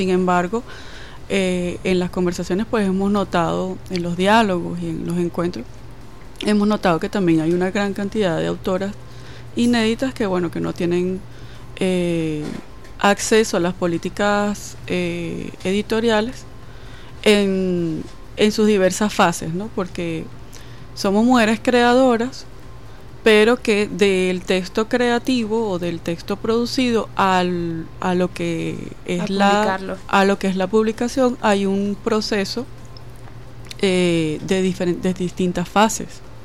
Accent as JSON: {"language": "Spanish", "town": "Caracas", "region": "Capital District", "country": "Venezuela", "lives_now": "Mérida, Venezuela", "said": "yo soy caraqueña, pero tengo ya más como 20 años viviendo en Mérida y haciendo vida cultural allá en el estado Mérida."}